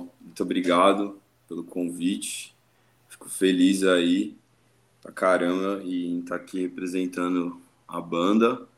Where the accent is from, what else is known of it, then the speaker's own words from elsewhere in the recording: Santos, São Paulo, Brazil; now in São Paulo, Brazil; Eu sou de Santos, eu sou da Baixada, mas já moro há um bom tempo aqui em São Paulo.